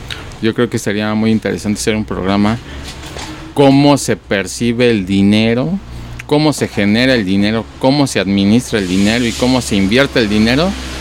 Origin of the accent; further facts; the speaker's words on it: Mexico; Y no nos han enseñado como sociedad mexicana a multiplicar el dinero.